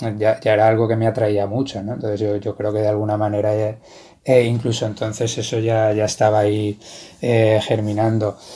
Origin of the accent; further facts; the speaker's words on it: Valencia, Valencian Community, Spain; Soy de Valencia, bueno, nací en Valencia y he vivido aquí casi toda mi vida.